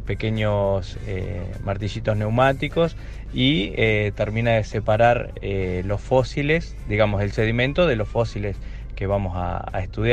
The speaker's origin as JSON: {"language": "Spanish", "region": "La Pampa", "country": "Argentina", "said": "Yo soy de La Pampa, una provincia casi pegada a Neuquén."}